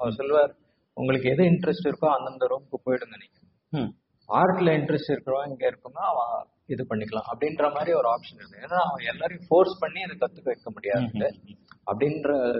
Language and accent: Tamil; Hyderabad, Telangana, India; also born or lived in Bangalore; அடியே பிறந்ததெல்லாம் வந்து பெங்களூர்.